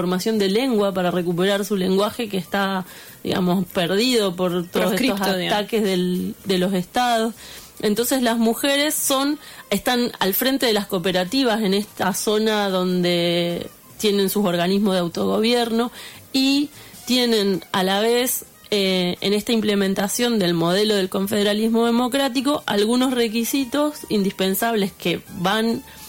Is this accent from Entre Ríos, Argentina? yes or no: yes; Concepción del Uruguay, Entre Ríos, Argentina; ahí en Concepción del Uruguay, en mi pueblo